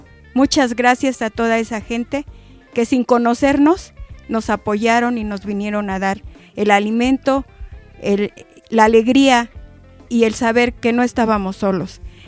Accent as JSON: {"language": "Spanish", "country": "Mexico", "said": "como decimos aquí en México, las chinguiñas, que vea cómo somos los mexicanos"}